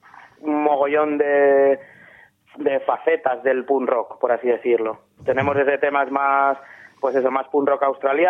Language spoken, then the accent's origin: Spanish; Daimiel, Castilla-La Mancha, Spain; en mi pueblo, Daimiel, hola Daimiel